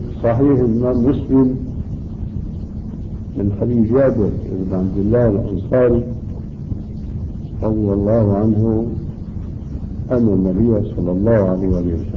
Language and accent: Arabic; Syria; الصوت معروف ما يسمى بالكرباج عندنا في سوريا